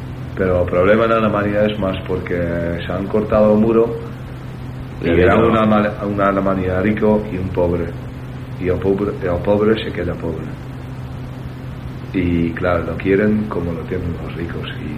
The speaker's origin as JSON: {"language": "Spanish", "town": "Zoetermeer", "region": "South Holland", "country": "Netherlands", "second_language": "Spanish", "said": "Y en Zoetermeer, de donde soy yo, y La Haya"}